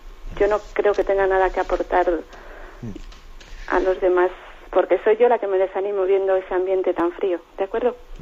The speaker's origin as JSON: {"language": "Spanish", "town": "Palencia", "region": "Castile and León", "country": "Spain", "lives_now": "Santander, Spain", "said": "Y aunque vivo aquí, soy palentina."}